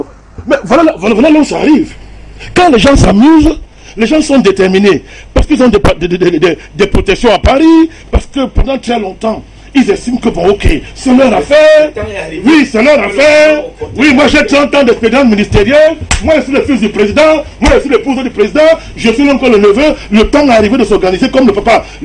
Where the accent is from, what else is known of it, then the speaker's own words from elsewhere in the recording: Cameroon; moi, je suis un Camerounais.